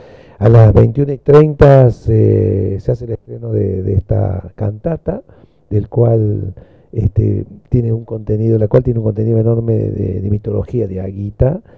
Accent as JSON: {"language": "Spanish", "region": "Córdoba", "country": "Argentina", "accent": "Cordobés", "said": "Bueno, la tonada me designa de dónde soy, ¿no? Cordobés. Yo soy de la familia de los Diaguitas, soy de los pueblos originarios."}